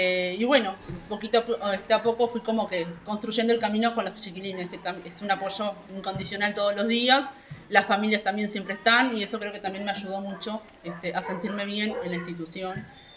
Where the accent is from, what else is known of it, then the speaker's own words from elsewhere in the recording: Rivera, Uruguay; viví toda mi infancia allá, parte de mi adolescencia, tuve que salir del pueblo cuando fui a estudiar magisterio, me fui a la propia ciudad de Rivera.